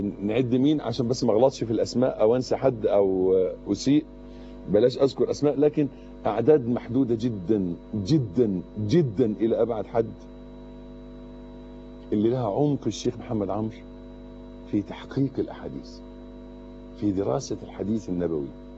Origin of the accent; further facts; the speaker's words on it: Egypt; ده بالنسبة لنا احنا كمصريين مشكلة اكبر، يعني لازم نفهمها كلنا كمصريين